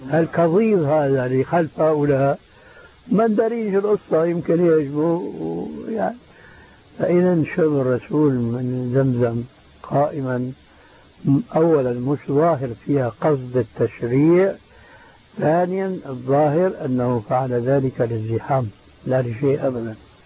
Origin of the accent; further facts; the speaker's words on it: Syria; بسموه عندنا بالشام بورغان بوق